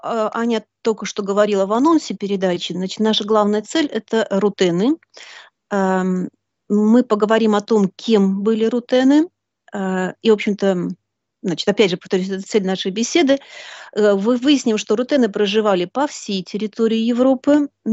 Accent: Belarus; moved away as an adult; also born or lived in Urals, Russia; now in Netherlands; Если вкратце, то можно начать с Урала, откуда я родом. В младенчестве меня родители привезли в Белоруссию, где я выросла и сформировалась как личность, закончила Белорусский государственный университет, получила два образования – историка и психолога. Ну а потом судьба взяла меня за ручку и перевезла в Голландию.

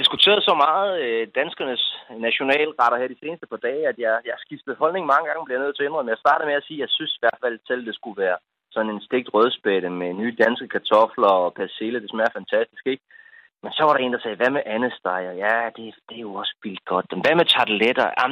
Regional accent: Region of Southern Denmark, Denmark; Jeg er selv fra Fyn, og der kan vi noget med rygeost, for eksempel, ikke?

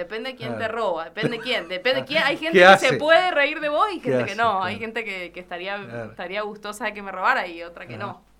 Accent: Tunuyán, Mendoza, Argentina; yo soy de Tunuyán y una manera de insertarme en la música fue tocar lo que hacía falta

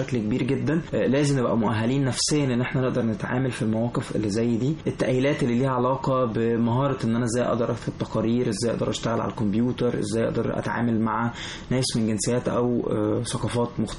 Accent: Egypt

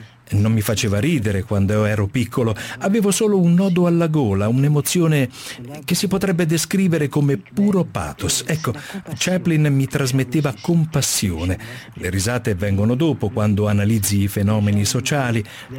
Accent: Strasbourg, Grand Est, France; born there; Italian is a second language; E io sono nato a Strasburgo, sul Reno.

